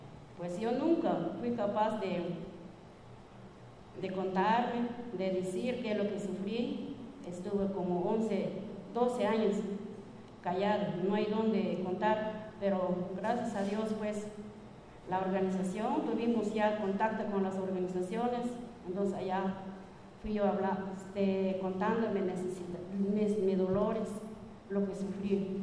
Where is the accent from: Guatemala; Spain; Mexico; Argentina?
Guatemala; Yo soy una mujer sobreviviente de Guatemala. Yo soy guatemalteca.